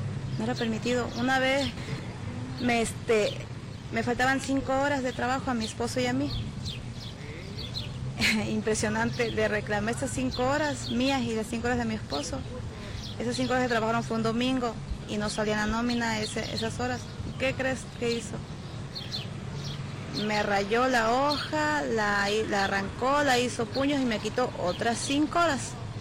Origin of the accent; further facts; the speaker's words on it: Mexico; ni a un mexicano se le permite que es mexicano, que somos mexicanos. Yo desde los 12 años he trabajado.